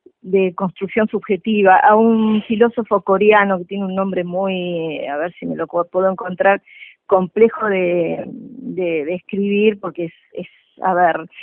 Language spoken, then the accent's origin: Spanish; Uruguay; Te lo digo como uruguaya. Nosotros, bueno, claro, en el Uruguay tenemos una clase media muy potente